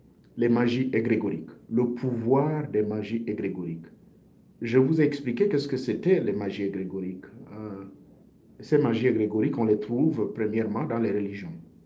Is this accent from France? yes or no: no; Gabon; j'ai suivi ma propre initiation dans le rite ancestral de chez moi au Gabon.